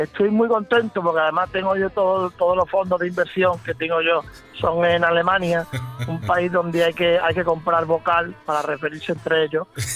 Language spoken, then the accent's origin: Spanish; Archidona, Andalusia, Spain; also born or lived in Málaga; en mi pueblo, en el pueblo donde me he criado, en el pueblo de mi familia, aunque yo soy de Málaga, mi sangre es archidonesa, porque todo lo que me rodea desde que nací ha sido Archidona